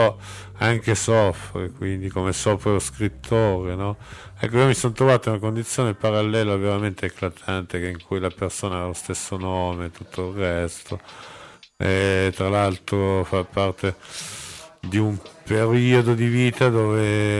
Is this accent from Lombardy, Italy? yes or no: yes; Como, Lombardy, Italy; Io sono di Como come voi, come la maggior parte di voi